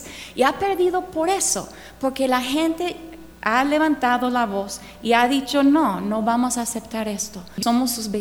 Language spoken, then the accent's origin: Spanish; United States; Spanish is a second language; mi experiencia como gringa es cierta y eso es lo que voy a compartir hoy, ¿ok? Yo nunca he vivido en el mismo lugar por más que 3 años